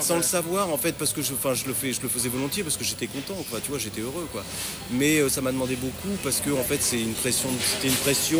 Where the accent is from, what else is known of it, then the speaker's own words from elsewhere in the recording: Normandy, France; Tu sais, je suis normand et c'est juste en face.